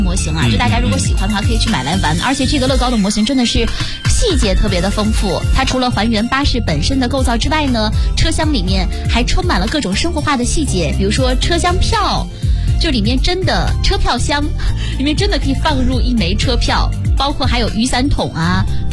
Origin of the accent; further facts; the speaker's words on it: Zaozhuang, Shandong, China; 因为我是山东枣庄人啦、铁道游击队就是我的老家发生的故事。